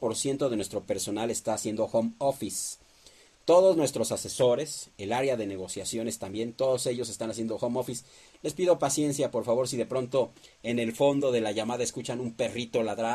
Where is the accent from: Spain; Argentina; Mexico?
Mexico; Somos mexicanos y si algo nos caracteriza, que siempre salimos adelante